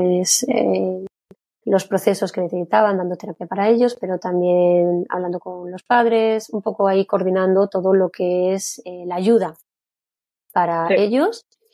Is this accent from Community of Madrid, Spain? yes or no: yes; Madrid, Community of Madrid, Spain; also born or lived in Berlin; now in Germany; soy española, soy de Madrid y llevo ya en Alemania 12 años. He vivido durante todo el tiempo en Berlín y aquí cerquita de Frankfurt llevo muy poquito, llevo un mes.